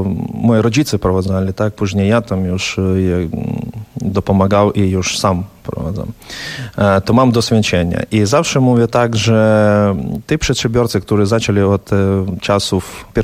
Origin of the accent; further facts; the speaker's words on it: Ukraine; Polish is a second language; Ja to nie popieram jako Ukrainiec i nie popieram jako płatnik podatków w Unii Europejskiej.